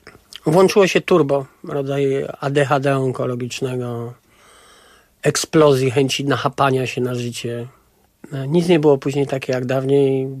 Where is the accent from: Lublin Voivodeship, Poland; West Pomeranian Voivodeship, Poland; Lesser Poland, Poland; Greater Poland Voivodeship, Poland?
Lesser Poland, Poland; Kraków; Wychowałem się w bardzo specyficznym miejscu, a mianowicie w robotniczej dzielnicy Krakowa, Nowej Hucie, takim blokowisku.